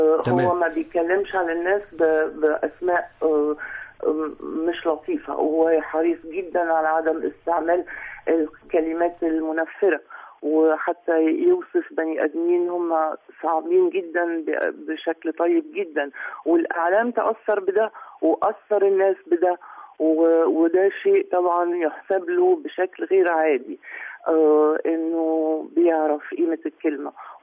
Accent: Egypt; وأنا مش بتكلم عن نفسي، أنا بتكلم علينا كمصريين

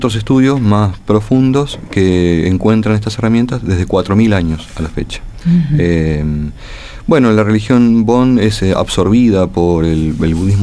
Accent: La Plata, Buenos Aires Province, Argentina; Soy platense.

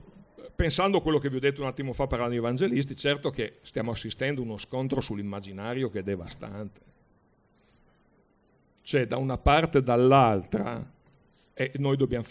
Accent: Brescia, Lombardy, Italy; Io vengo da Brescia.

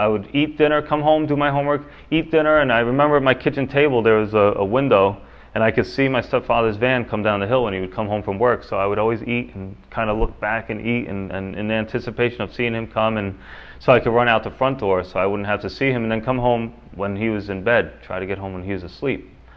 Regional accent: Yonkers, New York, United States; I was born here in the city of Yonkers, right up the hill. Actually, you go over Executive Boulevard, I was born in St. John's Hospital.

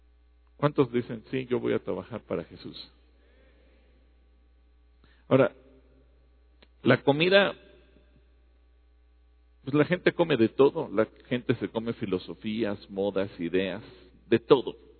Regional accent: Mexico; como mexicanos aunque seamos de Oaxaca, de Guerrero, de Colima, de Nayarit

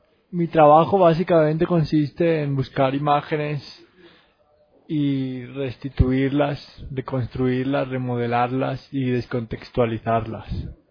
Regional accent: Barcelona, Catalonia, Spain; yo como VJ barcelonés, digamos que representa un estilo que está bastante extendido ahí en Barcelona

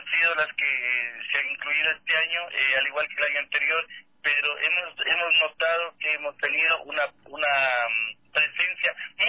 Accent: Ecuador; Es decir, que debemos conocer primero lo nuestro para decir somos ecuatorianos orgullosamente.

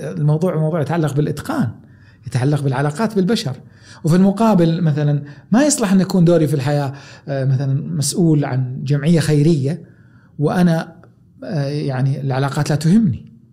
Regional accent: Taif, Makkah Province, Saudi Arabia; كوني تربيت في الطائف مدينة جبلية، حديثي ذا إيقاع سريع، نبرتي سريعة، تنفسي سريع، صوتي حاد

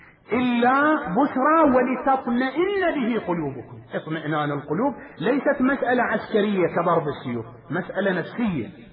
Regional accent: Iraq; وبلاؤنا نحن أبناء العراق

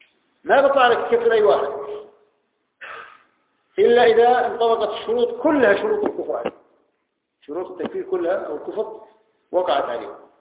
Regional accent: Jordan; عندنا في الأردن في أكثر من المنافقين

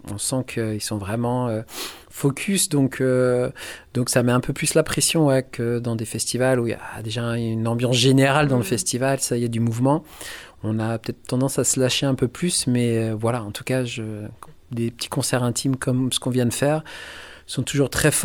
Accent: Australia; also born or lived in Colombia; je suis né en Colombie. Et voilà, j'étais adopté par une famille française, mais qui travaillait en Australie. Donc, je suis parti en Australie très tôt. J'ai grandi là-bas.

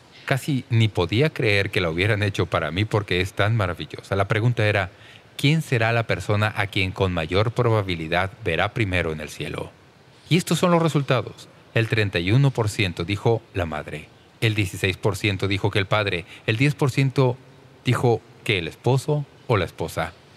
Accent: Toledo, Ohio, United States; born there; now in San Diego County, United States; Yo nací en Toledo, Ohio, y vivo en el condado de San Diego.

